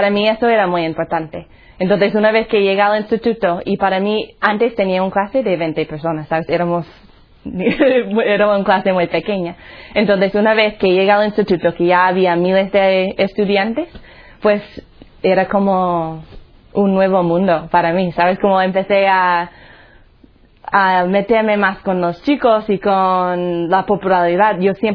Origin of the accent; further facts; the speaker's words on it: Colorado, United States; Spanish is a second language; Pues ya se va a notar cuando hablo. Soy de los Estados Unidos, un sitio se llama Colorado. Nosotros decimos Colorado, pero sí, ¿verdad? Entonces, yo nací en una familia, bueno, más o menos católica. Mi padre era protestante, no practicante.